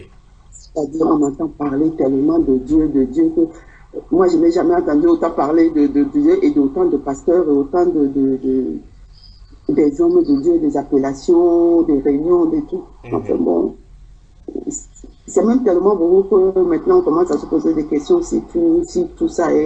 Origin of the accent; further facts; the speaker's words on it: Douala, Littoral, Cameroon; Mais la plupart, moi, de ma région de Douala, parce que j'ai grandi à Bonaprison, hein, et j'ai passé mon enfance à Bonaprison